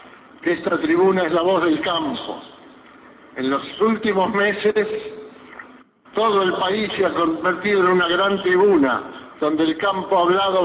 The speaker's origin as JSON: {"language": "Spanish", "country": "Argentina", "said": "Como argentinos queremos una sociedad cada vez más equitativa"}